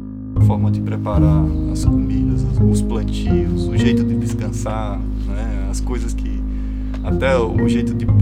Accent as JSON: {"language": "Portuguese", "region": "Sergipe", "country": "Brazil", "tie": "born or raised there", "said": "Sou sergipano, sou lá do Nordeste do Brasil. Cresci em Bento, no litoral. Cresci no sertão, com agricultura"}